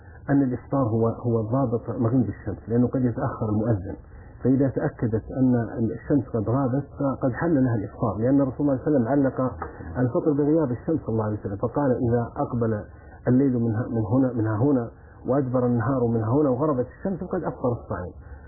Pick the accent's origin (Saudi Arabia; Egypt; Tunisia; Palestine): Saudi Arabia; في جوازات حصلت مثل عندنا في السعودية